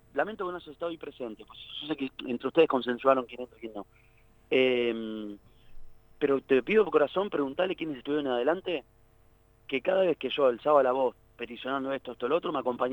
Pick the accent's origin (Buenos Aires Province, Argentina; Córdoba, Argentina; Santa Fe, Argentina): Buenos Aires Province, Argentina; La Plata; yo soy de Tolosa, viví toda la vida en Tolosa, mis abuelos, mis viejos, todo de Tolosa.